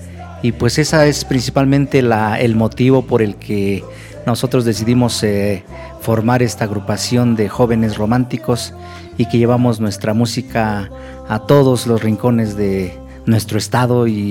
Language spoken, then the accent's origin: Spanish; San José Mesapa, State of Mexico, Mexico; nosotros somos originarios de San José Mesapa, segunda sección, municipio de Santiago Tianguistenco, Estado de México.